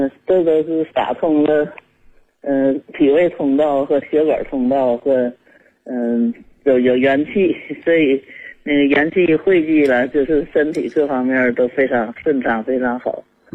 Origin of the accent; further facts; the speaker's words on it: Shenyang, Liaoning, China; 我是沈阳市大东区。